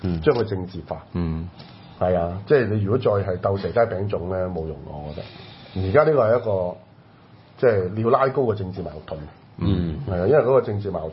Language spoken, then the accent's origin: Cantonese; Hong Kong; 因為當時其實我哋香港人好多都有份係企喺佢哋後面